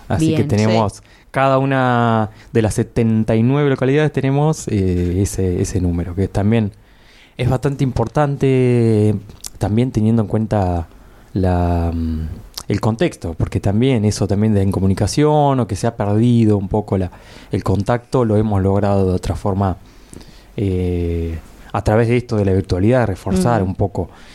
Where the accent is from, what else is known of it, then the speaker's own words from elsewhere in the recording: La Adela, La Pampa, Argentina; Particularmente yo vengo de La Adela y tengo Río Negro pegadito